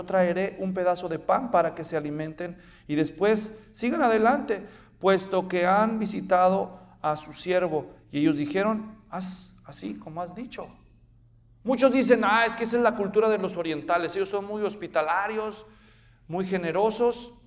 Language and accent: Spanish; Guadalajara, Jalisco, Mexico; En Guadalajara, de donde yo soy